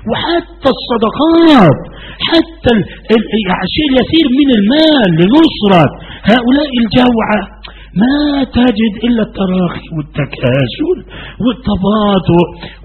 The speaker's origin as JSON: {"language": "Arabic", "country": "Egypt", "tie": "born or raised there", "said": "وأنا في مصر هنا. أنا لم أستورد من السعودية أنا غير مستورد لا أبدا. نشأت هنا وولدت هنا. انظر وأنا مسلم قبل أن أكون مصريا وديني هو الإسلام."}